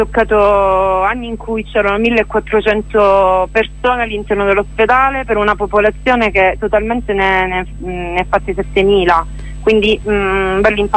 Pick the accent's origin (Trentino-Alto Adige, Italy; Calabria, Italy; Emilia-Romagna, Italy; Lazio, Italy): Calabria, Italy; Girifalco; io sono originaria di Girifalco, sono nata e cresciuta lì